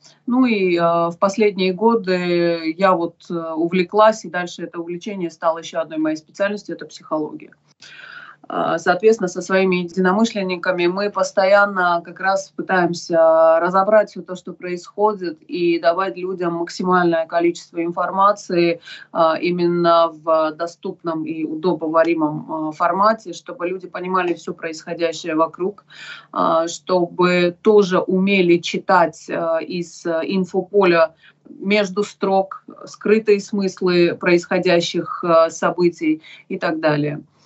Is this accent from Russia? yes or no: no; Nagorno-Karabakh, Azerbaijan; Я из Карабаха, из Нагорного Карабаха. Я там родилась, выросла. Поскольку родилась в 81 году, то успела там, естественно, пожить и в годы Советского Союза, и в годы войны первой карабахской.